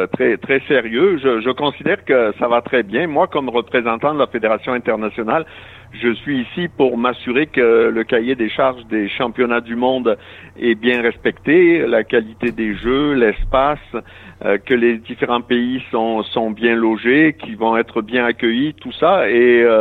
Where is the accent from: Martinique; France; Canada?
Canada; Moi, je suis Canadien.